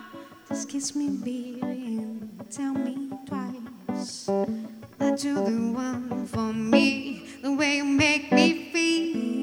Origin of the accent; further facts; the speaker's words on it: Brazil; Spanish is a second language; Soy de Brasil, muy feliz de estar acá en este ciclo